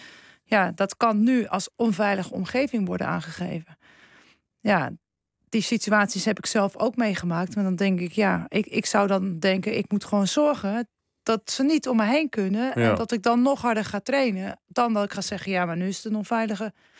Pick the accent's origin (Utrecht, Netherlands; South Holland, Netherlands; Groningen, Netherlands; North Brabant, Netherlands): Groningen, Netherlands; Kijk, ik kom uit Groningen.